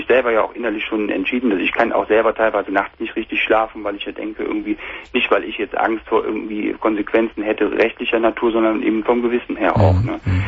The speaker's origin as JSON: {"language": "German", "region": "North Rhine-Westphalia", "country": "Germany", "said": "Ich komme aus der Nähe von Köln."}